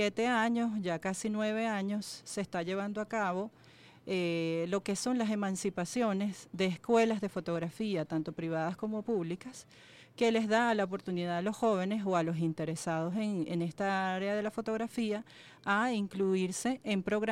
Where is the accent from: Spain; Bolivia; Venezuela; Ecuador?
Venezuela; Zulia; vengo del Zulia